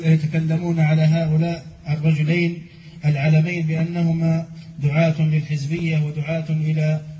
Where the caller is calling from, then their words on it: Ajdabiya, Al Wahat District, Libya; نحن إجدابية بالقرب من بنغازي تبعد عن بنغازي حوالي 150 كيلو متر تقريبا